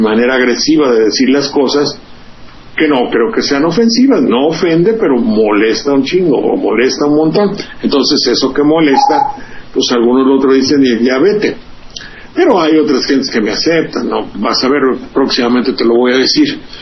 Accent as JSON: {"language": "Spanish", "town": "Xalapa", "region": "Veracruz", "country": "Mexico", "said": "la televisión de mi pueblo, de Veracruz y de Jalapa"}